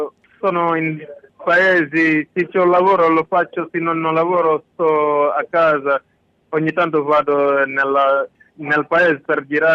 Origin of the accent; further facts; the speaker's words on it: Senegal; Italian is a second language; now in Italy; Io vengo dal Senegal.